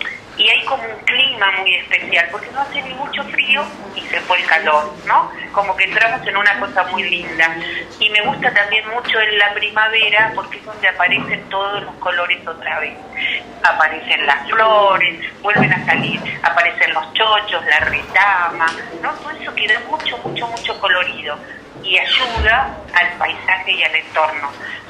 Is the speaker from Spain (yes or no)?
no; Bariloche, Río Negro, Argentina; yo nací en Bariloche, me crié en Bariloche y mi familia vive acá en Bariloche.